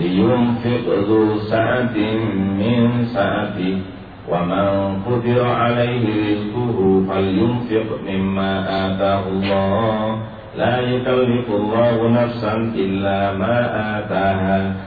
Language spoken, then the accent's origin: Indonesian; Lamongan, East Java, Indonesia; Karena kata di lamongan daerah saya itu 12 tahun.